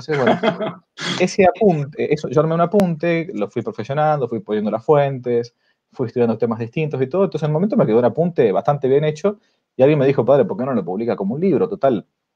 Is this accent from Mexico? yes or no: no; Argentina; accent: porteño; como yo no soy de San Rafael, sino que más bien para ellos era un porteño, ¿no? Aunque no nací en Buenos Aires, pero tengo la tornada más bien de un porteño